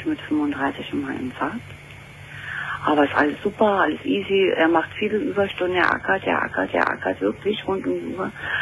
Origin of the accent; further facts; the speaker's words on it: Berlin, Germany; ich bin aus Berlin.